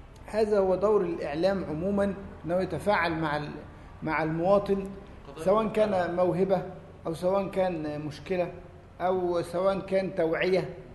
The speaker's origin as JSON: {"language": "Arabic", "town": "Alexandria", "region": "Alexandria Governorate", "country": "Egypt", "said": "فقدمت مواصلات على حسابي وانا اتيت من الاسكندريه"}